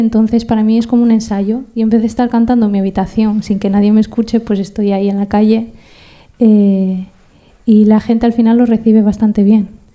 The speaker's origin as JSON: {"language": "Spanish", "country": "Argentina", "tie": "born there", "said": "yo como nací en Argentina y al final mis padres son de allí"}